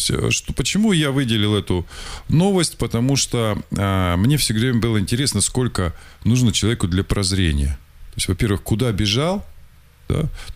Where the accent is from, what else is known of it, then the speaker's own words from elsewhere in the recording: Russia; потому что я россиянин, я патриот